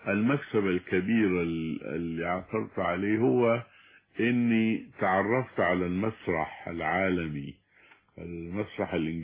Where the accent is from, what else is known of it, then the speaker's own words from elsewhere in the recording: Sudan; لأن عندنا في السودان الريد هو الحب